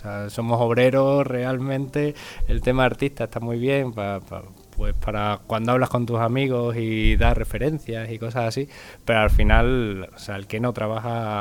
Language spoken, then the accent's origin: Spanish; Badajoz, Extremadura, Spain; Soy de Badajoz.